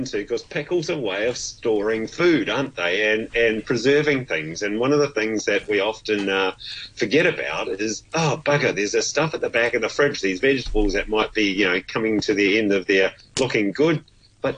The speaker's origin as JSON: {"language": "English", "country": "New Zealand", "said": "And as a Kiwi, it was like, oh, my goodness."}